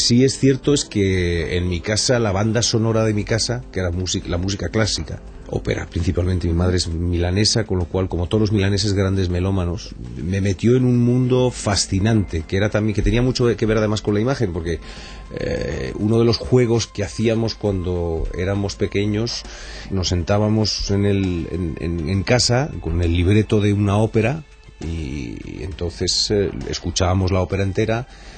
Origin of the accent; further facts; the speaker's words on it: Panama; born there; Nací en Panamá de casualidad, porque en aquella época los aviones tenían unos transbordos que duraban 4 días, 5 días.